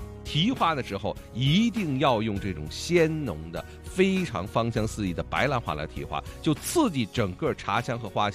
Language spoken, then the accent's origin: Chinese; Beijing, China; accent: Beijing; 咱们北京话叫老牙特别毒的时候